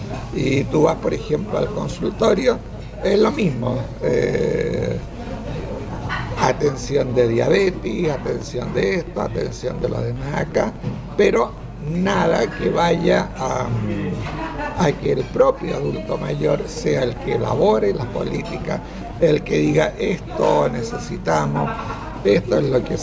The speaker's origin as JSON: {"language": "Spanish", "town": "La Florida", "region": "Santiago Metropolitan Region", "country": "Chile", "said": "Soy de la Florida, la comuna de la Florida."}